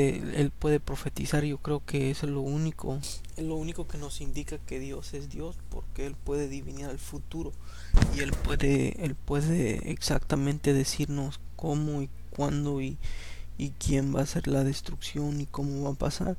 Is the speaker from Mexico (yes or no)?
no; El Salvador; yo soy de El Salvador, ¿no? Y me crié yo en un lugar donde después era en la ciudad, pero era una ciudad bien chica, ¿no? Y después me mudé a la ciudad, la grande, la capital, como tenía como 12 años, como 10 años, 12 años.